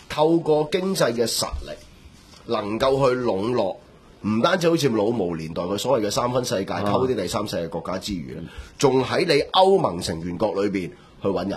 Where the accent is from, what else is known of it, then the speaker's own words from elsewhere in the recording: Hong Kong; 我系香港人。